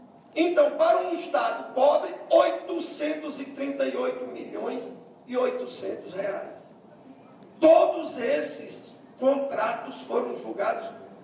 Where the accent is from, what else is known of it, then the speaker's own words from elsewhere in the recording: Princesa Isabel, Paraíba, Brazil; O Hospital Princesa Isabel, minha cidade natal